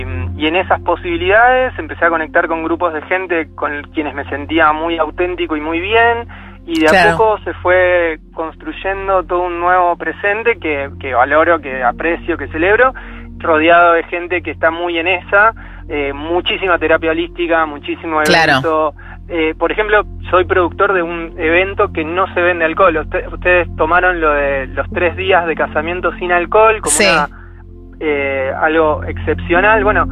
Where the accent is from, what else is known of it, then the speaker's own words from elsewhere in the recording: Ushuaia, Tierra del Fuego, Argentina; now in Buenos Aires, Argentina; Me crié en Ushuaia, estuve mucho en contacto con la naturaleza, me encanta viajar, me encanta conocer gente nueva.